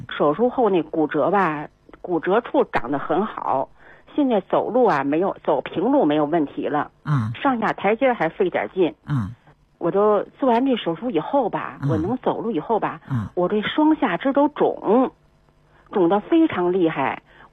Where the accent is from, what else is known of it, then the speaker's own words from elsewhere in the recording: Beijing, China; 我是北京人，我今年72岁了。